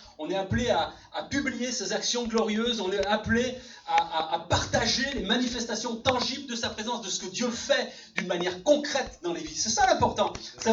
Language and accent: French; Sète, Occitanie, France; born there; Je suis né en 1971 à Sète, dans la ville de Sète